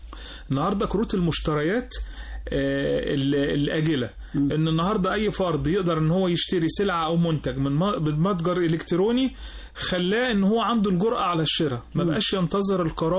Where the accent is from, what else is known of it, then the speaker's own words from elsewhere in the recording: Egypt; كنا كمصريين، لا مش مصريين، كنا كمستهلكين